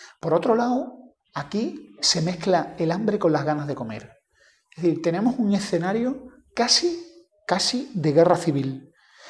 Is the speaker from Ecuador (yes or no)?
no; Andalusia, Spain; cosa que para mí como andaluz me parece un poco raro